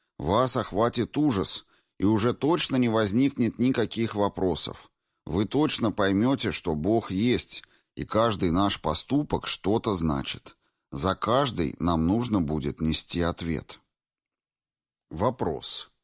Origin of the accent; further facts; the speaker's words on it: Moscow, Russia; Я коренной москвич. Ведь правда же, многие москвичи время от времени испытывают ощущение, что за МКАДом жизни нет.